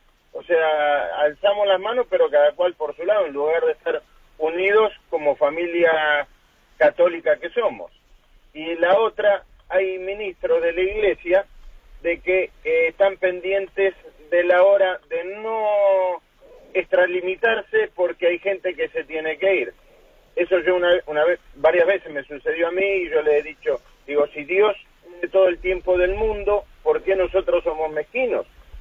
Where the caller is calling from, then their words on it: Málaga, Andalusia, Spain; soy de Málaga.